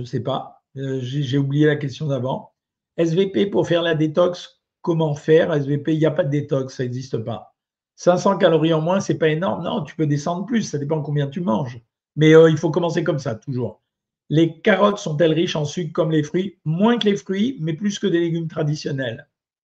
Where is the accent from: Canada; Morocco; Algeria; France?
Algeria; born there; Ah, je ne suis pas du Maroc, moi, je suis né en Algérie.